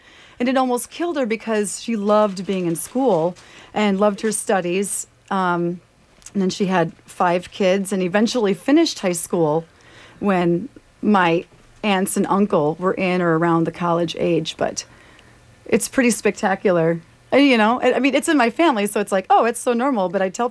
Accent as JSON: {"language": "English", "town": "Detroit", "region": "Michigan", "country": "United States", "tie": "born or raised there", "said": "But I grew up in Detroit. And so this will relate to French, of course. But I grew up in the 70s. I was born 73"}